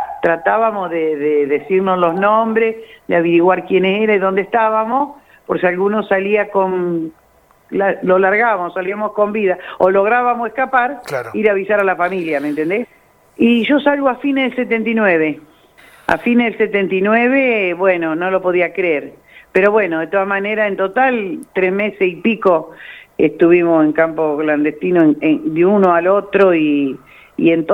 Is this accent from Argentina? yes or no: yes; Zárate, Buenos Aires Province, Argentina; yo soy oriunda de Zárate, Zárate y Campana, estamos ahí a un paso.